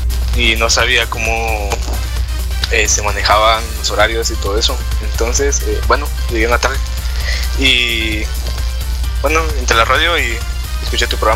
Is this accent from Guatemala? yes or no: yes; Guatemala; Sí, soy de Guatemala. Bueno, sí, soy guatemalteco. Sí, sí. De un país pequeño relativamente.